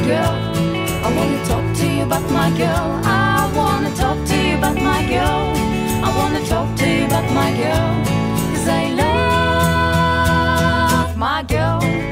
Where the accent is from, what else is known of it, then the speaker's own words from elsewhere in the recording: Genoa, Liguria, Italy; poi da genovese la focaccia con le cipolle, per esempio, è molto frequentata anche a colazione